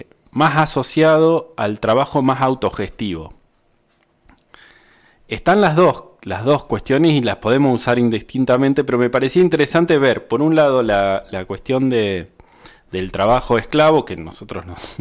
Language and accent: Spanish; La Pampa, Argentina; Yo soy de La Pampa, eso no lo dije, que estudié en la Universidad de La Pampa